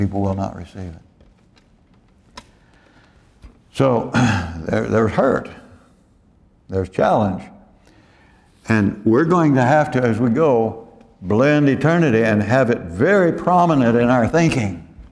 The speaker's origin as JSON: {"language": "English", "town": "Dallas", "region": "Texas", "country": "United States", "said": "I used to think when I came from Dallas and I got down here"}